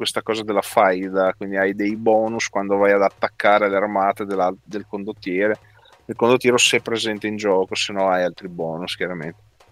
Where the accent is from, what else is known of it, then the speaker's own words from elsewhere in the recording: Modena, Emilia-Romagna, Italy; Io da modenese